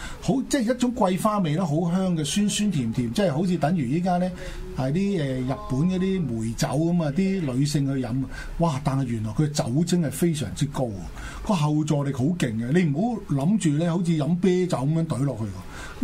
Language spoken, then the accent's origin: Cantonese; China; 我哋中國人咧喺呢一個節日咧，就最中意飲翻兩杯嘅。